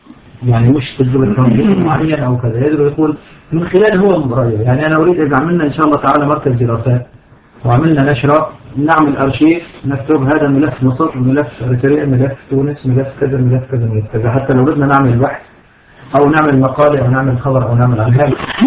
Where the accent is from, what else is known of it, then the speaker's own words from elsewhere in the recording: Syria; سبق عندنا في سوريا أن النظام مستعد على المجازر